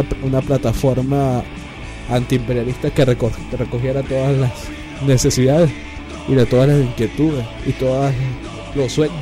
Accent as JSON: {"language": "Spanish", "country": "Venezuela", "said": "Nosotros como venezolanos tenemos una deuda histórica"}